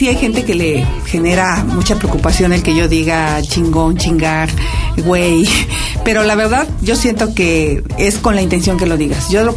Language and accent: Spanish; Tepatepec, Hidalgo, Mexico; Soy de Tepatepec, del Valle del Mezquital.